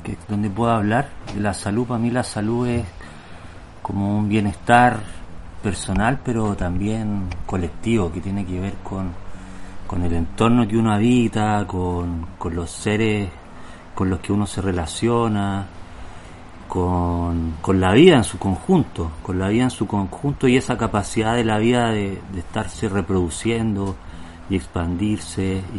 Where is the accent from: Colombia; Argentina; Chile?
Chile; also born or lived in Mexico; chileno, vivo aquí en la región de Los Lagos, hace 5 años, también soy antropólogo, viví muchos años en México